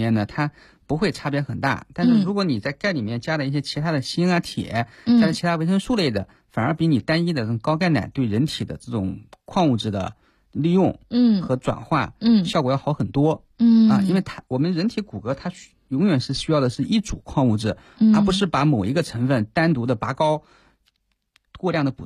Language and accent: Chinese; China